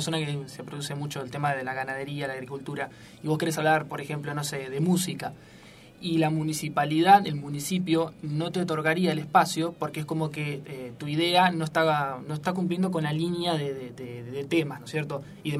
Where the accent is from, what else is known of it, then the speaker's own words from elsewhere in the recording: Chascomús, Buenos Aires Province, Argentina; yo donde soy de Chascomús, por ejemplo